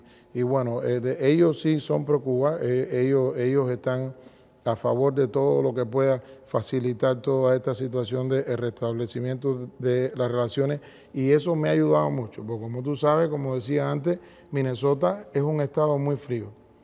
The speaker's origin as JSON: {"language": "Spanish", "country": "Cuba", "said": "ese soy yo, ese cubano que aún con 45 grados bajo cero de nieve se levanta"}